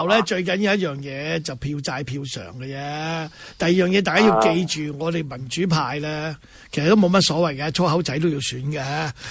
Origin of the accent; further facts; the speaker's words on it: Hong Kong; 我们作为香港人呢，就是作为一个传媒工作者呢